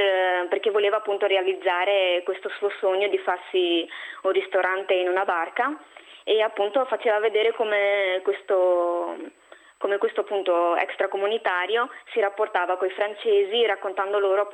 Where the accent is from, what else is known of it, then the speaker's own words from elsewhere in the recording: Morocco; io sono del Marocco, maghrebina.